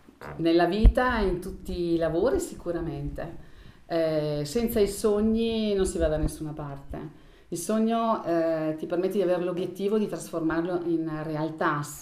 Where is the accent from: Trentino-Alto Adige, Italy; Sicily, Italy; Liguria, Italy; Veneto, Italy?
Trentino-Alto Adige, Italy; Folgaria; ho 58 anni e sono di Folgaria